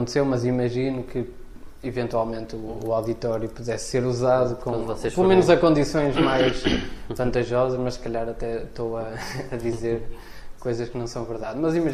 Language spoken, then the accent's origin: Portuguese; Santa Maria da Feira, Aveiro, Portugal; eu não sou do Porto, sou do Conselho da Feira, mas já quase a Gaia, mas ainda Feira.